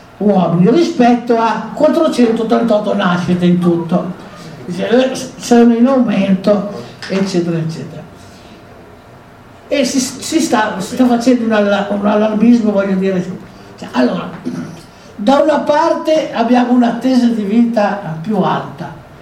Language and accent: Italian; Alessandria, Piedmont, Italy; Io vengo da Alessandria